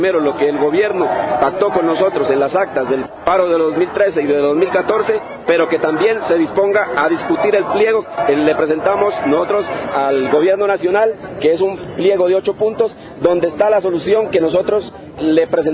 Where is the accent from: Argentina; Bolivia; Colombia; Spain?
Colombia; pero a vivir con dignidad y que se nos invierta como ciudadanos colombianos